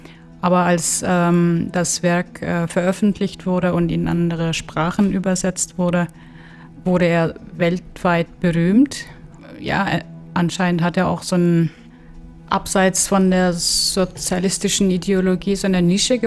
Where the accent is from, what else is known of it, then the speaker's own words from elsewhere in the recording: Kyrgyzstan; Wenn ich jemandem sage, ich komme aus Kirgisistan, viele kennen das Land nicht.